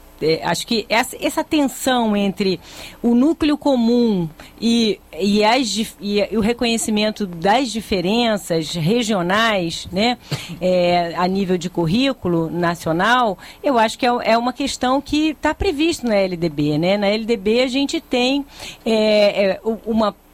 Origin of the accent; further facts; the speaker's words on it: Brazil; eu, como brasileira que estudei em boas escolas